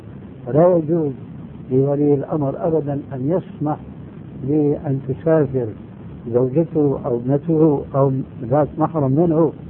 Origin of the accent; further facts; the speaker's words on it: Syria; وكما يقولون عندنا في الشام